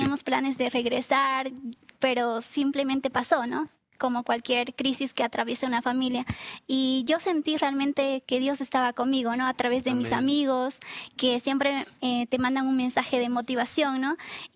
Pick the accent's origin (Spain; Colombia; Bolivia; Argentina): Bolivia; Beni; now in Cochabamba, Bolivia; nosotros somos de Beni, Ribera Alta, y estábamos acá por tema de estudio en Cochabamba